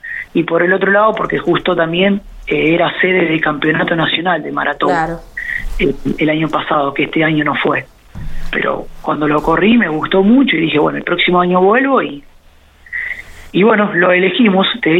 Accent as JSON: {"language": "Spanish", "region": "Buenos Aires Province", "country": "Argentina", "lives_now": "Rosario, Argentina", "said": "yo no soy de Rosario, hace 16 años que vivo acá, pero soy de Bedia, provincia de Buenos Aires, un bonito cerca de Junín"}